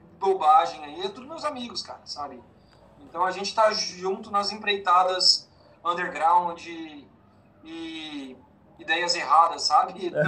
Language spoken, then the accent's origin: Portuguese; Goiânia, Goiás, Brazil; moved away; Eu sou de Goiânia, né?